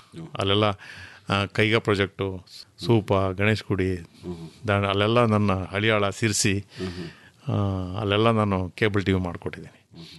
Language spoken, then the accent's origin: Kannada; Karnataka, India; ನಾನು ಮೂಲತಃ ಹುಟ್ಟಿ ಬೆಳೆದಿದ್ದೆಲ್ಲ ಉತ್ತರ ಕನ್ನಡ ಜಿಲ್ಲೆ.